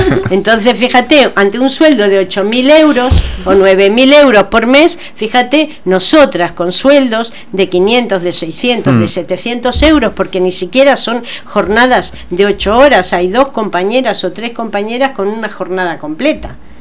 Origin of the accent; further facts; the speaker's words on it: Argentina; now in Spain; porque yo, como os habéis dado cuenta, soy argentina, ¿no? Entonces, en Argentina los sindicatos eran, y en mi época, eran mucho peores.